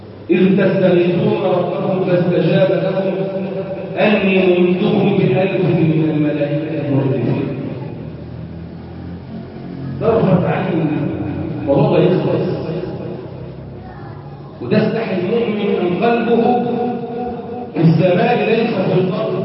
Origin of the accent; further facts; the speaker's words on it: Egypt; اللهم احفظ بلدنا مصر